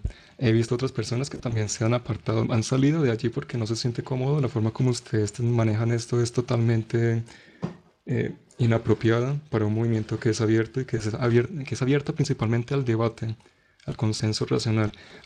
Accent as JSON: {"language": "Spanish", "town": "Manizales", "region": "Caldas", "country": "Colombia", "said": "Yo soy de Manizales, del capítulo Colombia también."}